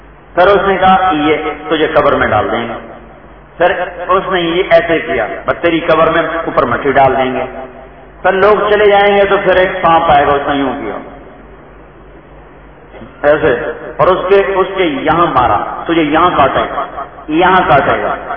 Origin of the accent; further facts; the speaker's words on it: Punjab, Pakistan; ایک جماعت آئی ہمارے تلمبا، ہمارا ساتھی آپ کے گاؤں قصبہ ہے، ساتھ میرا گاؤں ہے